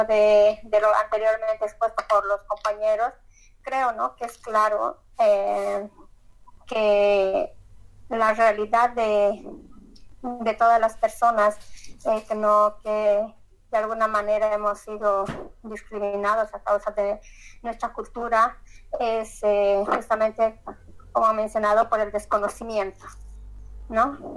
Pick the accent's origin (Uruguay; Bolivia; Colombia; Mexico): Bolivia; en mi país hay mucha discriminación Yo soy de Bolivia